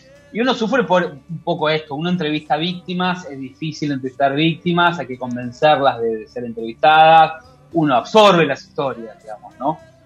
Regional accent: Argentina; born there; Nací en Argentina, donde la policía es el brazo armado de la... del Estado, de la política, digamos, ¿no?

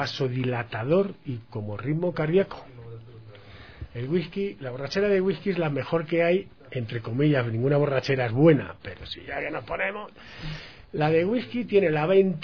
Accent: Spain; Una de las cosas que yo veo en diferencia de mi país, yo soy español, y entonces los españoles bebemos mucho

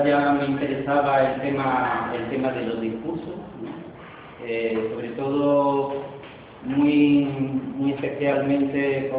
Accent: Argentina; born there; en el país de donde yo nací, que es Argentina

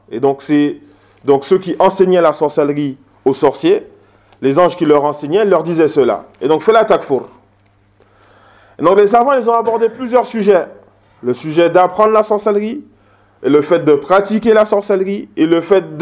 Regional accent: Martinique; Aux Antilles, hier, je parlais de ça avec un Guadeloupéen. Chez nous, en Martinique, c'est le même cas.

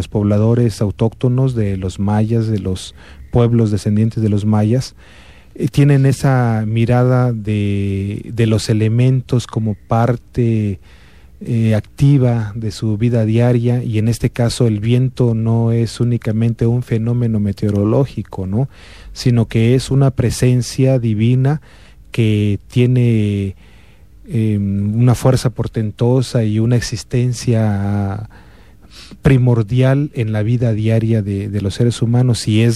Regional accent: Comitán, Chiapas, Mexico; y que nosotros como comitecos podemos todavía avizorar en la obra

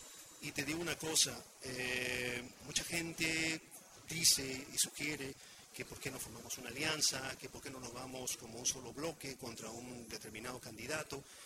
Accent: La Punta, Callao, Peru; Yo, como la gran mayoría de punteños que han vivido toda su vida acá, no he nacido en La Punta. Yo soy chalaco de nacimiento, nací en la clínica Barton, que estaba, ya no existe, en Guarachalaca.

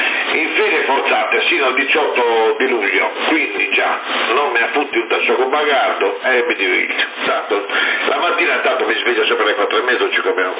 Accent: Brescia, Lombardy, Italy; sono da Brescia

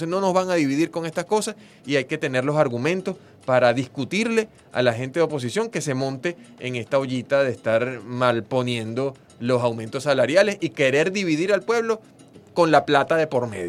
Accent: Venezuela; Que nosotros los venezolanos

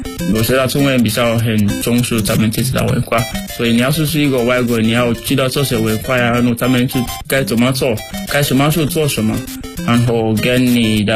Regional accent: Sierra Leone; Chinese is a second language; now in China; 我来自塞拉利昂，然后我在中国传媒大学已经三年多了。我学习汉语，就是我的专业是国际汉语教育。

